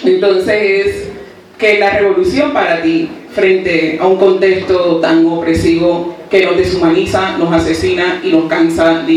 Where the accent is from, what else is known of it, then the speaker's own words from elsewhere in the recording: Cartagena, Bolívar, Colombia; venimos del Caribe colombiano, de Cartagena. Somos un proceso barrial. Somos un proceso barrial de mujeres, bueno, de compañeras y compañeras negras de la periferia en Cartagena.